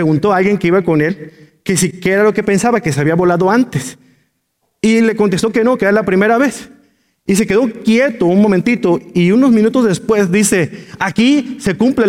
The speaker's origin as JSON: {"language": "Spanish", "country": "Mexico", "said": "Si yo le digo cualquier capital, México, pues somos mexicanos."}